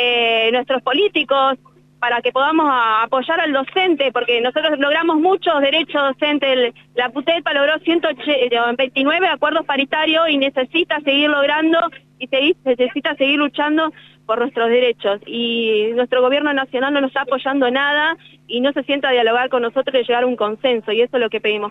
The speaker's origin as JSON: {"language": "Spanish", "town": "Lonquimay", "region": "La Pampa", "country": "Argentina", "said": "de la localidad de Lonquimay"}